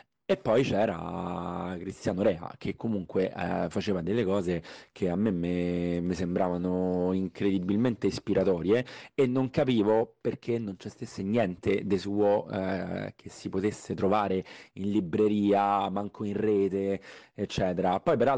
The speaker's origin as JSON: {"language": "Italian", "town": "Rome", "region": "Lazio", "country": "Italy", "tie": "born or raised there", "said": "io sono cresciuto a Roma e vedendo sui muri di Roma"}